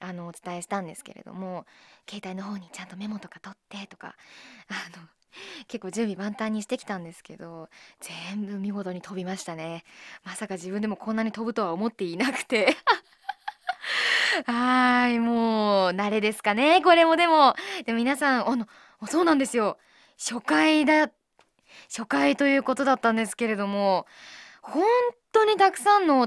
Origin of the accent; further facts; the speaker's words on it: Miyagi, Japan; 私宮城出身っては言ってるんですけど、そこまでこう訛りが強い場所にいたわけじゃないので、ちょっと訛りわかんないんですよね